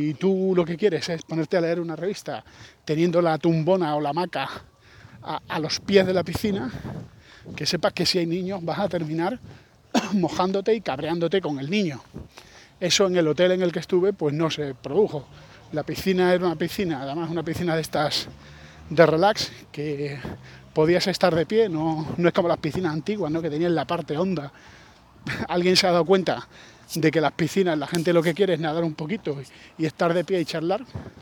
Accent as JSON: {"language": "Spanish", "country": "Spain", "said": "yo soy español"}